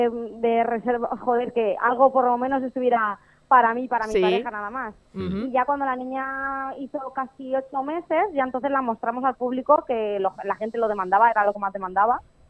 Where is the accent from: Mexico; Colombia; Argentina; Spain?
Spain; Albacete, Castilla-La Mancha; now in Valencia, Spain; me cambié de ciudad, yo soy de Albacete, ahora estoy viviendo en Valencia.